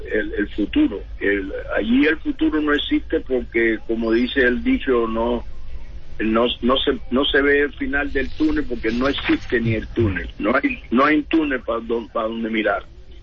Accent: Cuba; moved away as an adult; yo soy cubano, yo acabo de llegar de Cuba, toco música, yo tenía 41 años

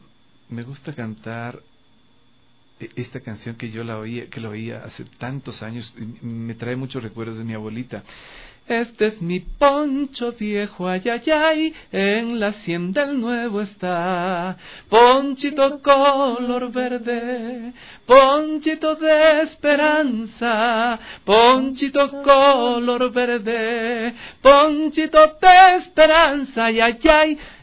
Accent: Ecuador; nosotros somos ecuatorianos que producimos música aquí en Ecuador.

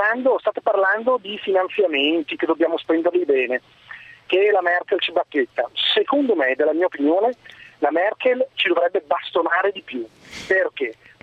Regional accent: Milan, Lombardy, Italy; now in Lugano, Switzerland; Io sono di Milano, mi sono trasferito a Lugano.

